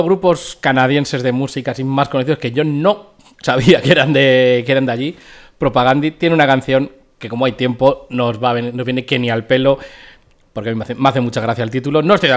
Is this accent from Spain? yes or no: yes; Madrid, Community of Madrid, Spain; born there; Yo nací en Chamberí, tío.